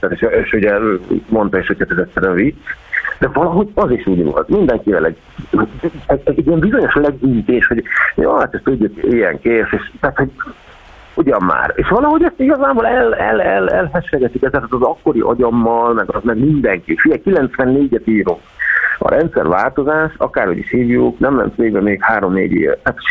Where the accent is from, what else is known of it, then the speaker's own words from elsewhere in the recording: Szeged, Csongrád-Csanád, Hungary; Az édesanyám, ugye szegediek vagyunk, ott lakunk a Dom-tér mellett, ez 5 perc gyalog.